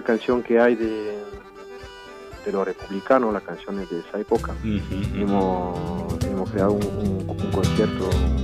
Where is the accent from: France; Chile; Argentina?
France; hablar aquí a la gente de Francia de por qué soy francés finalmente.